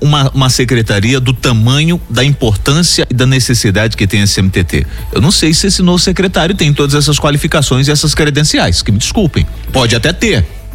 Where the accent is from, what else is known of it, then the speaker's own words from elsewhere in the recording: São Luís, Maranhão, Brazil; Eu como Ludovicense, espero que dê certo